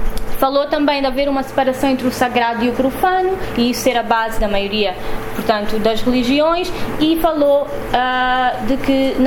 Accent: Luanda, Angola; crescendo em Luanda, acho que sempre foi um pouco difícil ficar indiferente à presença da religião na cidade. Apesar de eu não ser uma pessoa religiosa, de não estar associada a nenhuma religião

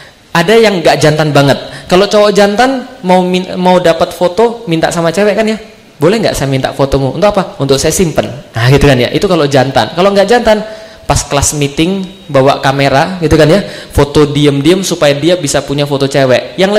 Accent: Palembang, South Sumatra, Indonesia; saya lahir di Palembang, saya dibesarkan di Palembang dari keluarga Katolik. Keluarga saya Katolik, nenek saya Buddha, ada juga yang Tao.

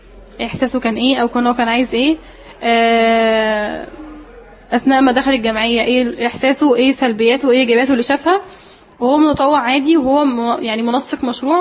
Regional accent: Sohag, Sohag Governorate, Egypt; فأنا سعودية من سوهاج فشيء طبيعي ان يكون دماغي نشفة

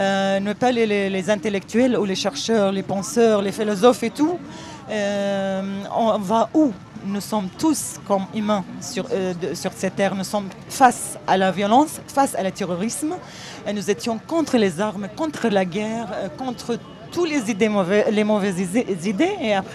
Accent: Syria; French is a second language; moved away as an adult; now in France; Dès que je suis arrivée en France

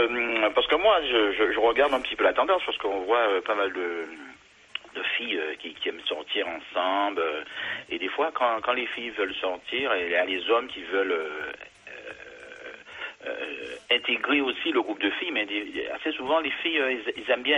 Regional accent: French West Indies, France; comme je suis des Antilles, j'essaie de défendre un petit peu...

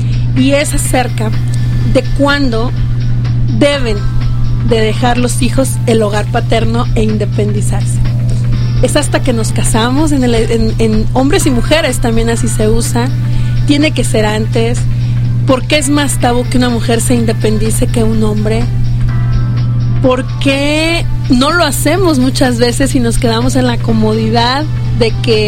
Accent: Arandas, Jalisco, Mexico; vivo todavía en casa de mis padres y yo vengo de Arandas.

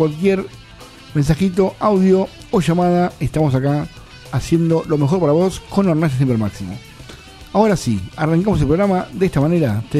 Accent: Bernal, Buenos Aires Province, Argentina; Yo soy de Bernal.

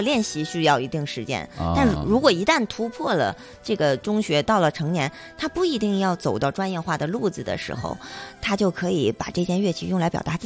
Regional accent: China; 因为我们是中国人嘛，我觉得作为中国人

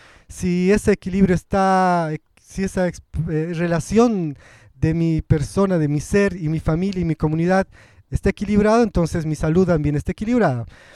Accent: La Paz, Bolivia; first language Spanish; Yo ya nací en la ciudad, mi abuela era aymara, mi familia materna tiene mucha influencia quechua, pero yo nací en la ciudad. Mi primera lengua es el español. Y digo que soy aymarizado porque en la experiencia de la vida cotidiana en Bolivia, en La Paz

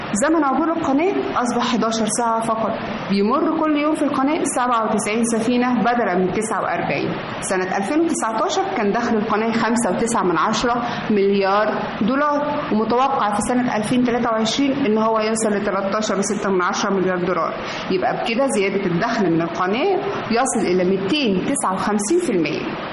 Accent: Egypt; فاكرين كلنا كمصريين اشترينا شهادات الاستثمار الخاصة بقناة السويس؟

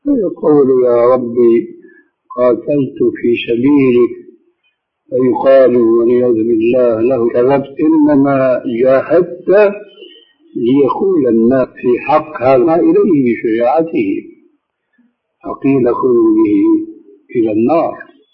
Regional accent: Syria; كما يقولون عندنا في بلاد الشام وفي سوريا بصورة خاصة

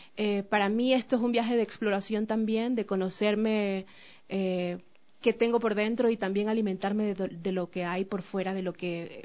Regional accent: Esmeraldas, Ecuador; los sonidos de mi tierra, de Esmeraldas, de la música afroesmeraldeña, afro del Pacífico

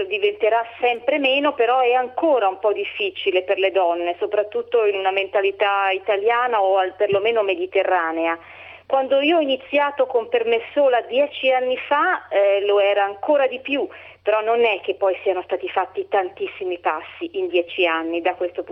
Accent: Milan, Lombardy, Italy; Io sono una persona di indole metropolitana, sono nata e cresciuta a Milano, poi mi ero spostata per motivi familiari nella provincia italiana, che però mi stava molto stretta

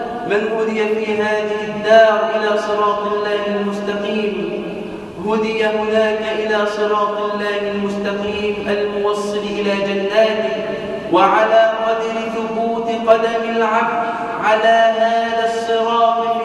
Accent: Egypt; اللهم اجعل بلدنا مصر

